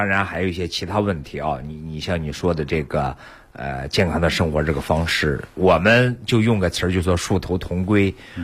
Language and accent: Chinese; Shaanxi, China; 我是陕西人嘛，我就记得有一次。